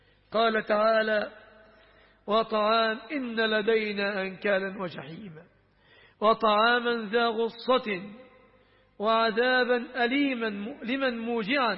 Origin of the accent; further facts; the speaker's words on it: Egypt; الذين يقولون عنه السفة في بلادنا مصر